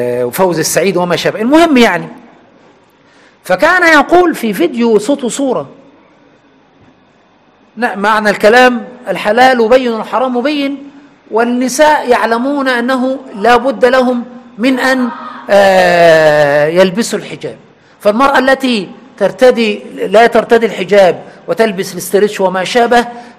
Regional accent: Egypt; كما نقول كمصريين دم خفيف

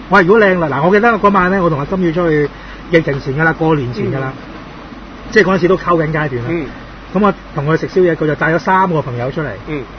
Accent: Hong Kong; 咁、我哋香港人一定有上床啦

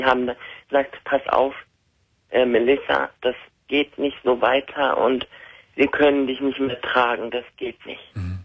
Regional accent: Iran; now in Germany; Wir sind Iraner, also ich bin Iranerin und obwohl meine Mutter jetzt keine strenge Muslimin ist

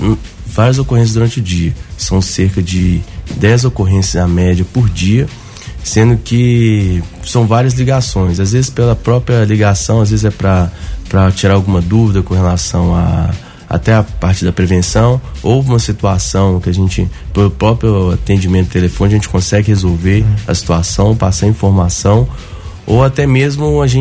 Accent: Belo Horizonte, Minas Gerais, Brazil; Eu sou nascido e criado em Belo Horizonte. Fiquei em BH em torno de... até os 25 anos, né? Nasci lá, foi até os 25 anos.

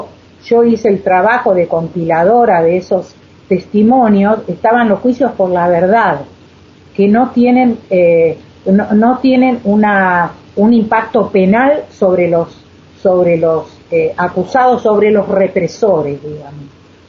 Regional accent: Buenos Aires, Argentina; soy una persona que soy de Buenos Aires

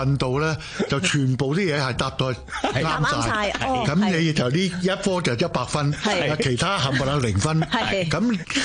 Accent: Guangdong, China; also born or lived in Shanghai; 我哋系广东人。

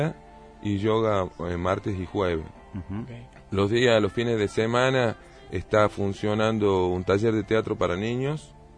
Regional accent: Buenos Aires, Argentina; born there; moved away; He nacido en Buenos Aires en una época conflictiva del país, en el 76. Y después, por una serie de razones y de profesión de mi papá, viajé en diferentes lugares. La última parada fue Tucumán.

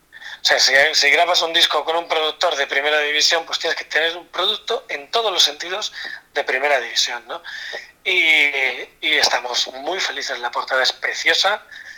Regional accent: Las Pedroñeras, Castilla-La Mancha, Spain; que es un diseñador amigo mío de mi pueblo, de Las Pedroñeras.

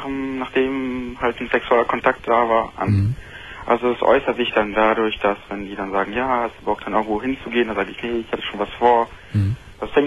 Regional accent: Bonn, North Rhine-Westphalia, Germany; ich komme ja aus Bonn. Bonn ist ja so szenenmäßig nicht viel los. Deshalb fahre ich dann öfters nach Köln

